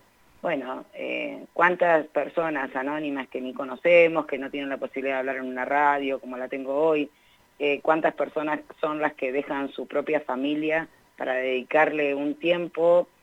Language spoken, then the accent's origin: Spanish; Argentina; con lo que somos nosotros como latinoamericanos, como argentinos